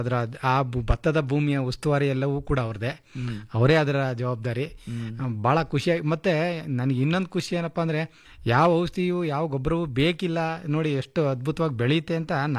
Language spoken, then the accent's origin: Kannada; Hunsur, Karnataka, India; ನಾನು ಮೈಸೂರು ಜಿಲ್ಲೆ ಹುಣಸೂರಿಂದ ಬಂದಿದ್ದೀನಿ ಸರ್.